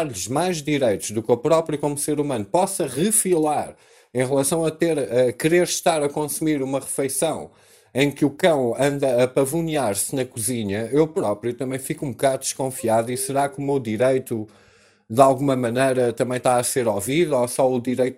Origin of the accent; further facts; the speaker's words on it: Portugal; nós próprios, como portugueses